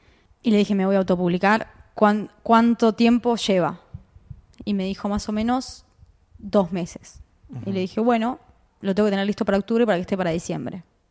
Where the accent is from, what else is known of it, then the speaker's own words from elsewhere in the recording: Buenos Aires, Argentina; sobre mi infancia en Pompeya.